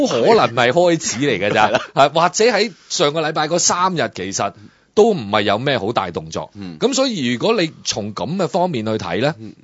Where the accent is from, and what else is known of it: Hong Kong